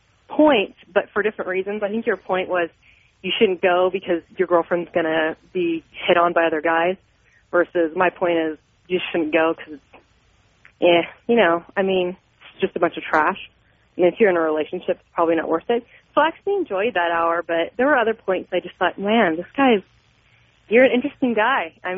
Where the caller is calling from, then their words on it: San Jose, California, United States; California, San Jose.